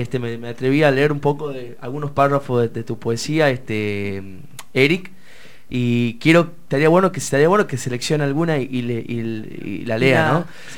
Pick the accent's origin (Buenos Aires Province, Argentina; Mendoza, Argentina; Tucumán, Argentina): Tucumán, Argentina; somos tres tucumanos, más una sureña ahí